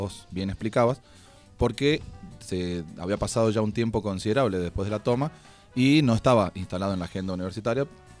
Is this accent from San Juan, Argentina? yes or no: yes; San Juan, Argentina; yo soy sanjuanino y en San Juan no pasa lo mismo